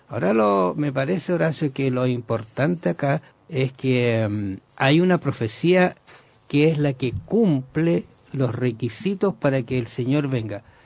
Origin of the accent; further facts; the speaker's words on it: Chile; Y nosotros no podemos marginarnos de una actividad de esta naturaleza porque somos chilenos.